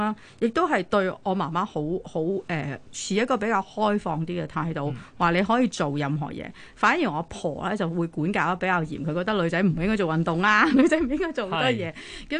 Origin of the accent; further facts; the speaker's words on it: United Kingdom; 因為我可能細個喺英國啦